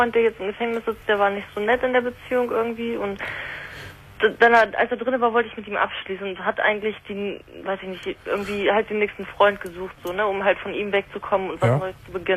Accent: Hamburg, Germany; Und ich komme ja aus Hamburg und das, ich bin am Überlegen, da runterzuziehen

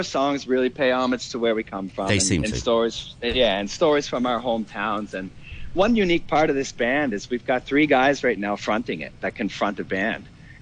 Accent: Nova Scotia, Canada; we grew up on Cape Breton Island, which was the home of the plant.

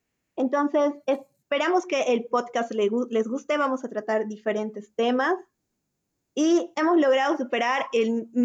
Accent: Bolivia; nuevas soluciones para problemas que nos afectan a todos como bolivianos.

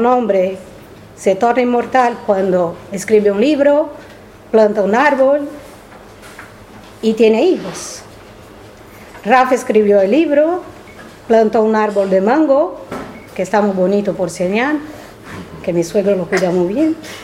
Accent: Brazil; Spanish is a second language; la guerra civil española en mi país, en Brasil, es muy... es un fenómeno de resistencia anarquista, es muy estudiada

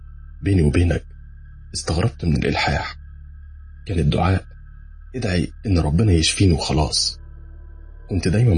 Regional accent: Benha, Qalyubia, Egypt; now in Medina, Saudi Arabia; مصري من بنها ومقيم في المدينة المنورة.

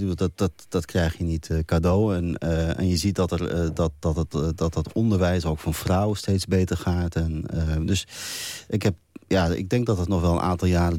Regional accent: Netherlands; Ja, ik ben Nederlander.

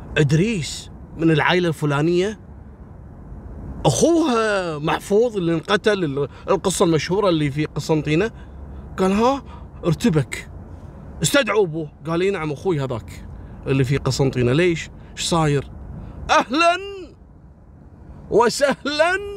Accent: Kuwait; احنا نسميها مصبغة عندنا في الكويت

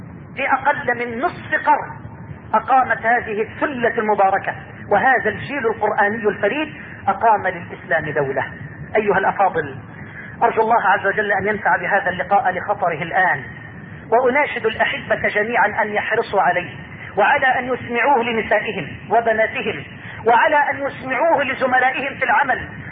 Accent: Egypt; اللهم اني اسألك ان تجعل بلدنا مصر واحة للامن والامان

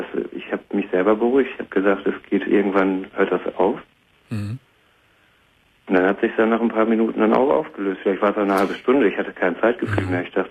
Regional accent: Warstein, North Rhine-Westphalia, Germany; Ich komme aus Warstein, also im NRW.

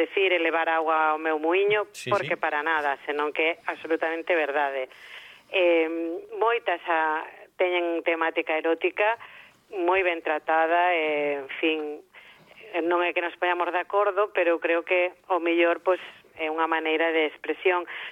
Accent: Galicia, Spain; Agora eu, cando a min me preguntan ti que és, eu sempre digo que son galega.

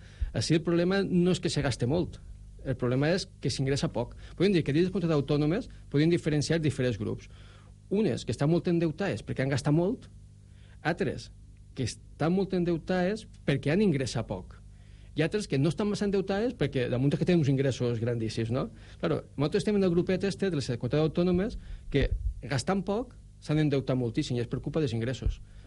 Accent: Valencian Community, Spain; jo soc de la Ribera i allí al Gemesí estan les muixerangues, no?

